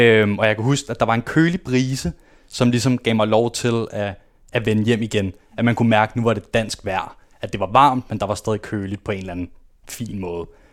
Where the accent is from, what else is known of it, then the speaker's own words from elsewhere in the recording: Copenhagen, Capital Region of Denmark, Denmark; Det hele startede, da jeg blev født på Østerbro. Der er jeg født og opvokset.